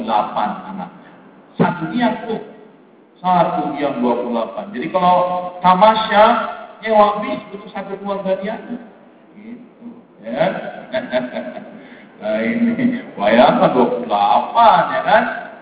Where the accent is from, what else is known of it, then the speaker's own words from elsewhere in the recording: Jakarta, Indonesia; Nah, ini saya orang Betawi ini gampang banget gitu.